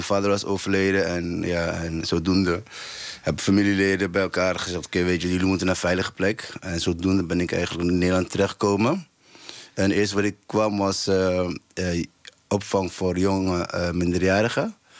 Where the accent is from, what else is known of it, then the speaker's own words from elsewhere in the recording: Somalia; now in Netherlands; Ja, kijk, ik kom uit Somalië. En op mijn 5e was oorlog begonnen.